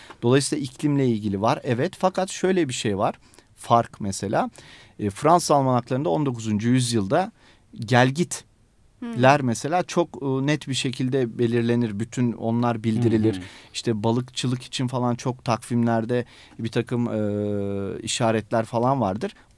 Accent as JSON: {"language": "Turkish", "region": "Istanbul", "country": "Turkey", "tie": "born or raised there", "said": "İstanbul tabii bizim şu anda içinde yaşadığımız İstanbul değil. Ben 37 yaşındayım ama Üsküdar'da büyüdüm. İşte 30 sene önce her taraf kırlıktı. Evlerimizin arkası, Bağlarbaşı."}